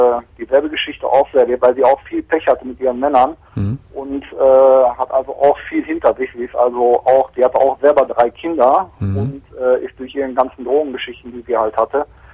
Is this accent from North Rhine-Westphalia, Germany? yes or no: yes; Geldern, North Rhine-Westphalia, Germany; da in Geldern, wo ich herkomme